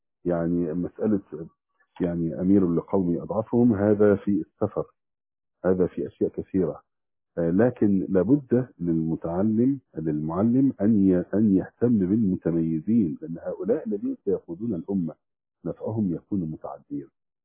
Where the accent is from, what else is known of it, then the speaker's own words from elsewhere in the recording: Damietta Governorate, Egypt; كان معي أخ من فرسكور عندنا في دمياط